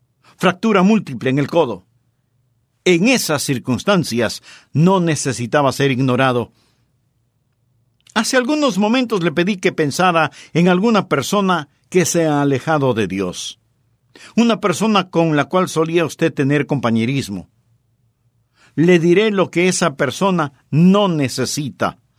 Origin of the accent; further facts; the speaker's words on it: Florida, United States; Yo sí. Fui criado en la Florida y en donde vivíamos había muchos cocoteros.